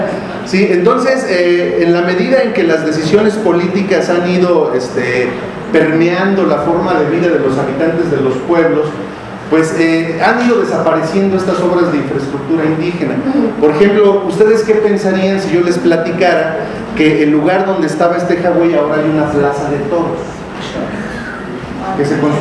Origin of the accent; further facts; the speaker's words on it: Tecámac, State of Mexico, Mexico; Nosotros venimos de Tecama, ya les dije que en esos tiempos cuando existían los lagos era un pueblo de pescadores, era un pueblo ribereño